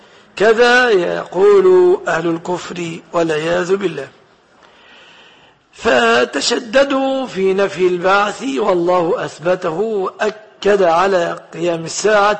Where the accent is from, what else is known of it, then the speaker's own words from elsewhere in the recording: Egypt; وفي بلادنا مصر هي الأهرامات شاهدة على أهلها بذلك